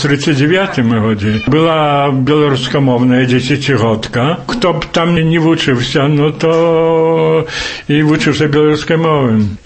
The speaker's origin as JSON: {"language": "Belarusian", "town": "Białowieża", "region": "Podlaskie Voivodeship", "country": "Poland", "said": "и так доведався, и тогда переписався, зробив это, что я з Польши."}